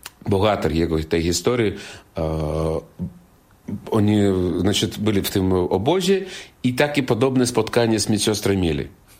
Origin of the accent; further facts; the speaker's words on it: Belarus; Jestem z Białorusi, białoruski artysta